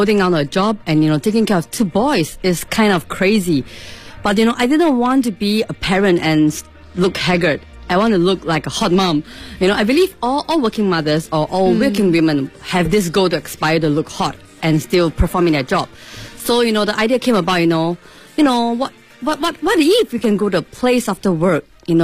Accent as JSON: {"language": "English", "country": "Singapore", "said": "from Singapore."}